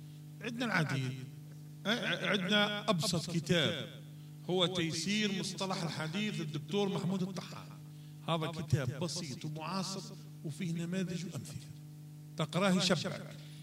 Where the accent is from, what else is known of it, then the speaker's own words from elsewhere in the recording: Algeria; اللهم اجعل بلدنا الجزائر وسائر بلاد